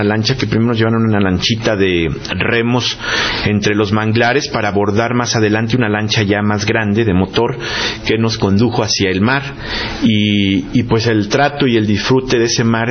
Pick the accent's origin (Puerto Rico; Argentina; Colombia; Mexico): Mexico; mejor apoyemos a nuestros campesinos, nos apoyemos nosotros como mexicanos